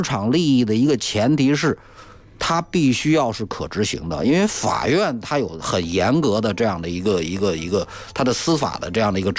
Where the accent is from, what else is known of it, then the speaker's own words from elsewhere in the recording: China; 作为中国人，我们首先要知道一个最基本的一个事实